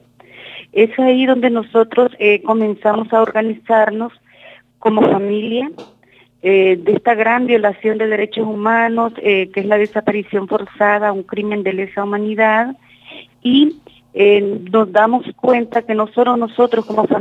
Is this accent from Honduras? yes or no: yes; Honduras; vengo de Honduras, soy defensora de derechos humanos.